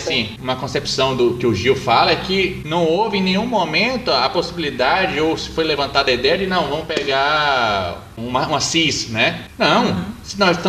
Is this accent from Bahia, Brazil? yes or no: yes; Salvador, Bahia, Brazil; now in Curitiba, Brazil; eu sou nordestino também, eu sou de Salvador, Bahia, e tô aqui em Curitiba, eu já moro em Curitiba, mas tô aqui há 8 anos.